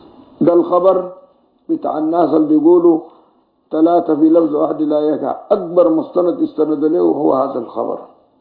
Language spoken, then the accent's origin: Arabic; Sudan; كان بيفتي بهذا الحديث دائما في الإذاعة والتلفزيون عندنا في السودان